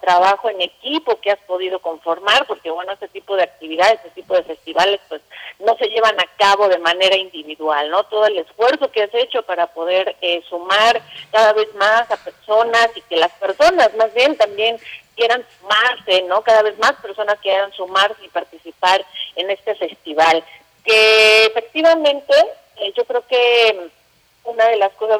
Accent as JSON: {"language": "Spanish", "country": "Mexico", "said": "es un platillo que nos representa como mexicanos, ¿no?"}